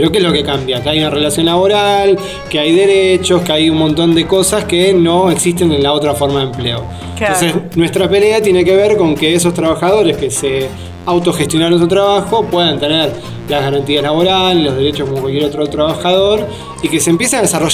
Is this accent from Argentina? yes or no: yes; Ituzaingó, Buenos Aires Province, Argentina; born there; yo soy nacido en Ituzaingó, en el barrio Villa Irupé, pero tengo una conexión con esta zona porque mi mamá vino de España en el año 51 a vivir a este barrio.